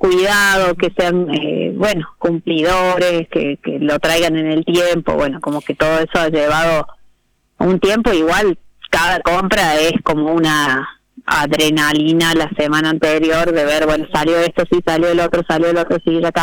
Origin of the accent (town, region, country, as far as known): Córdoba, Argentina